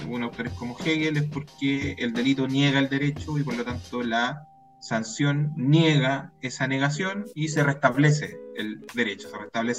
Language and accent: Spanish; Peñaflor, Santiago Metropolitan Region, Chile; Yo soy nacido y criado en Peñaflor, entonces, 44 años